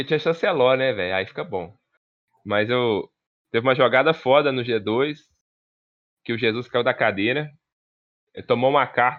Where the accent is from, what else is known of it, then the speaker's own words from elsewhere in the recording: Belo Horizonte, Minas Gerais, Brazil; Até porque eu sou de Belo Horizonte, a maioria dos jogadores são daqui.